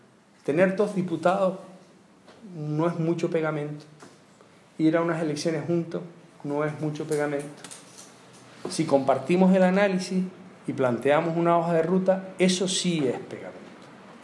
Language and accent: Spanish; Canary Islands, Spain; No cabe más una playa artificial en mi tierra. En Lanzarote hay proyectadas dos playas artificiales. Y yo tengo bronca con los míos allí.